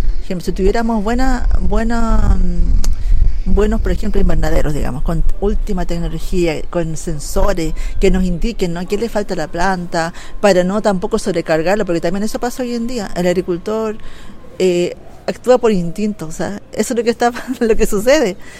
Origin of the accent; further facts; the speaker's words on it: Arica, Arica y Parinacota, Chile; soy ariqueña, nacida y criada en Arica, de padres bolivianos. Para mí siempre ha estado marcado en las tradiciones de la cultura de mis padres, porque ellos son aymaras.